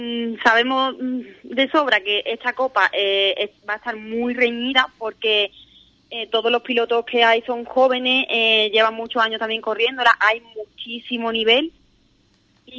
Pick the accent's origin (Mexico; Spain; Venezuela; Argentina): Spain; Andalusia; Sí, somos los primeros gaditanos.